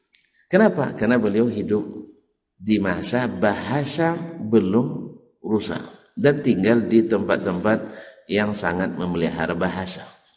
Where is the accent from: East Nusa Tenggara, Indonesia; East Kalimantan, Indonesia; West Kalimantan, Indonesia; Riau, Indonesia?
Riau, Indonesia; Kalau saya orang Ocu misalnya